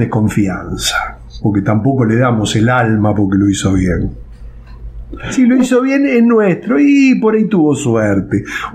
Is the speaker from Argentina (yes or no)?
yes; Argentina; Como argentinos, no quiero generalizar, pero por eso hice la distinción entre los porteños en primer lugar y después los que vivimos en grandes ciudades